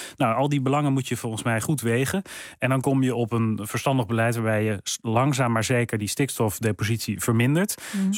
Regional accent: Netherlands; also born or lived in London; En ik wil terug naar Nederland, naar mijn wortels, naar mijn eigen land, als het ware. Waar ik ben opgegroeid en waar ik me ook zorgen over maak.

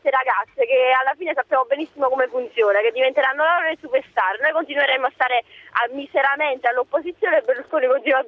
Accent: Acerra, Campania, Italy; No, sono di Acerra.

